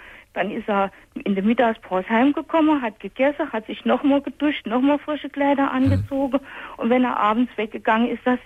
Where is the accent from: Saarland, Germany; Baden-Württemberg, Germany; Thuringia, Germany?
Saarland, Germany; Das ist bei uns im Saarland ist das sogar.